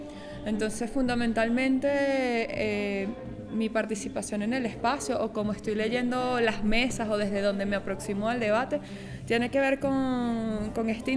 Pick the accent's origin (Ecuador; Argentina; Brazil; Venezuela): Venezuela; vengo de Venezuela.